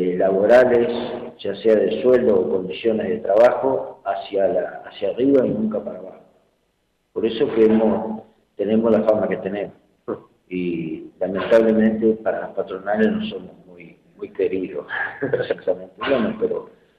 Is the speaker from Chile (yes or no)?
yes; Chile; inclusive países hermanos, como somos los chilenos